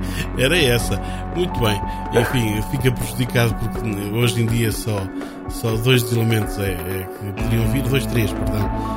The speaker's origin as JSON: {"language": "Portuguese", "region": "Beira", "country": "Portugal", "said": "mas como nós somos beirões e somos tradicionalmente generosos"}